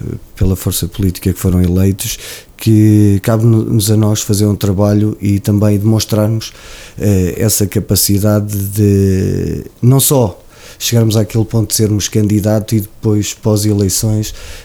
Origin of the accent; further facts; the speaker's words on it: Oliveira do Hospital, Coimbra, Portugal; é o orgulho de ser oliveirense, e a qualquer lado que eu vá faço questão de dizer que sou de Oliveira Hospital, sou de um puro, entre aspas, também serrano